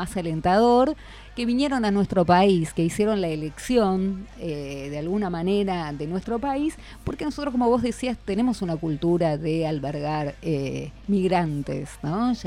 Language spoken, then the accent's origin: Spanish; Argentina; ya olvidamos tal vez el idioma porque no lo aprendimos, el idioma de nuestros abuelos. Ya somos como absolutamente argentinas